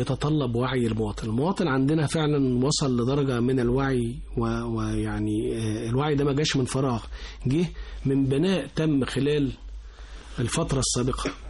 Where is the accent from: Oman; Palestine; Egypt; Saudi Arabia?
Egypt; احنا فينا كمصريين في غريزة فطرية هي حب بلدنا